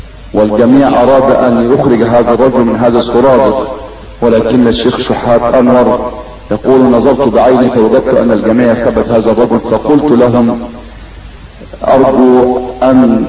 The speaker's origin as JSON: {"language": "Arabic", "town": "Tukh Masjid", "region": "Gharbia", "country": "Egypt", "tie": "born or raised there", "said": "ولقد التقيت به في قريتنا وهي قرية طوخ مسجد مركز الصنطة محافظة الغربية سنة 86"}